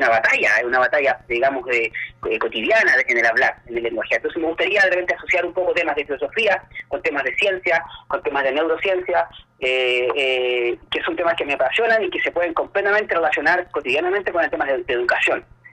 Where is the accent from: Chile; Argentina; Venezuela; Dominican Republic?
Chile; qué nos pasa como chilenos en tema de la convivencia